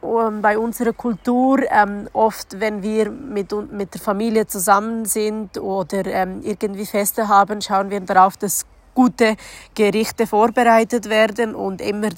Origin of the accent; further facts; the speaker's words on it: North Macedonia; Ich komme aus Mazedonien.